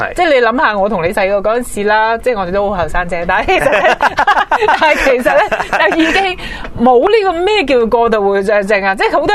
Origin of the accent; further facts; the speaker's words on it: China; 但係好奇怪喎，我哋中國人呢，尤其外國都係嘅